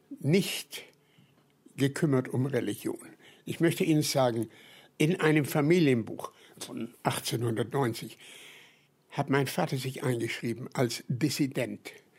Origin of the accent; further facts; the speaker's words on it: Nuremberg, Bavaria, Germany; Geboren worden in Nürnberg, in einer Vorstadt. Und später sind wir umgezogen in die Fürtherstraße.